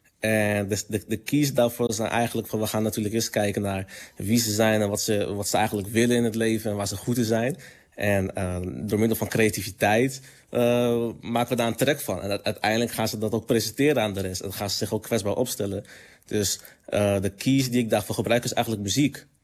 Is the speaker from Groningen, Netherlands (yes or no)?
yes; Groningen, Netherlands; zelf kom ik uit Groningen en in het hoge noorden.